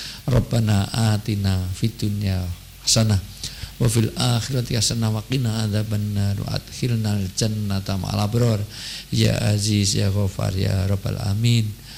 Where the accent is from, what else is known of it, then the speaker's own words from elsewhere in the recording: Yogyakarta, Special Region of Yogyakarta, Indonesia; selaku warga Jogja yang banyak meninggalkan Jogja, banyak di Jakarta, banyak di semuanya